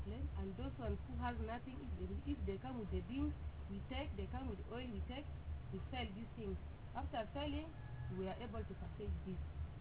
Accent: Arua, Northern Region, Uganda; Yes, I'm Arua, Ugandan.

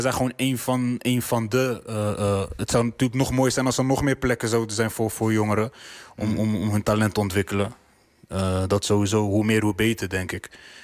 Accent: Zwijndrecht, South Holland, Netherlands; Ik kom zelf uit Zwijndrecht, daar heb je voor de jongeren ook niet heel veel te doen.

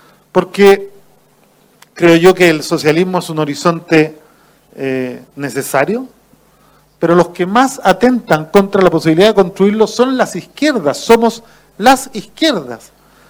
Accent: Chile; Yo vengo de Chile, y en Chile vivimos tiempos también de derrota y desesperanza.

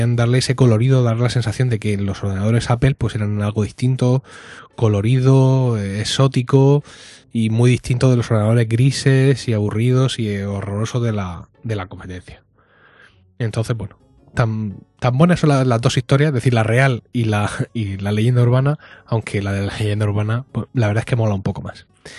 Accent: Madrid, Community of Madrid, Spain; soy madrileño, treintañero y arquitecto.

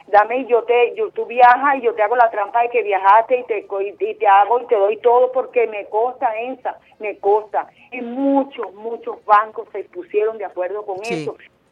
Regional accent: Venezuela

